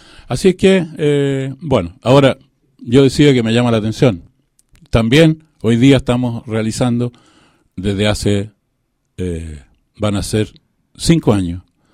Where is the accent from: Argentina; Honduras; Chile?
Chile; como todo chileno y todo saballarino, me llama poderosamente la atención